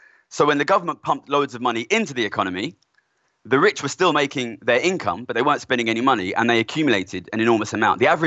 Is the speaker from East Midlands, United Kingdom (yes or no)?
no; Ilford, London, United Kingdom; I'm from Ilford, which is a border. Subject of some debate. Essex.